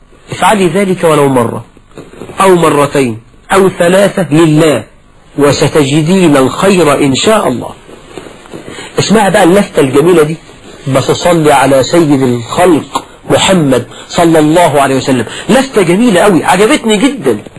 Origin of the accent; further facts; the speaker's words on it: Egypt; المصريون أخوال العرب، أنا كمصري خال كل العرب